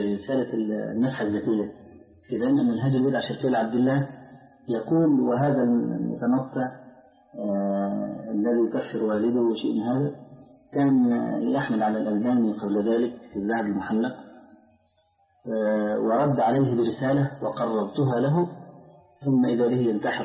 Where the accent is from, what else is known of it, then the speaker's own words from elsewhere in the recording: Egypt; طلعت حديثا عندنا في مصر